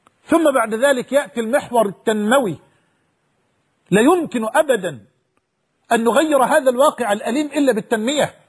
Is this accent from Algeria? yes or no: no; Egypt; حتى أنني تعجبت كيف وأنا مصري لم أكن أعلم هذا الجمال وهذا الإبداع في مياهنا في شرم الشيخ